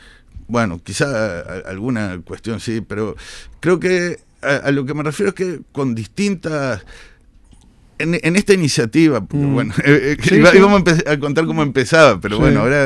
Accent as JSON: {"language": "Spanish", "country": "Uruguay", "said": "Somos uruguayos, es lo que pasa en todos lados"}